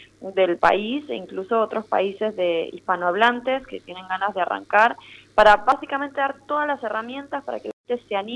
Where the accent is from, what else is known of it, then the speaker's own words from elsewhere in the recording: Gualeguaychú, Entre Ríos, Argentina; yo nací en Gualeguaychú y en la escuela a la que iba teníamos una pequeña huerta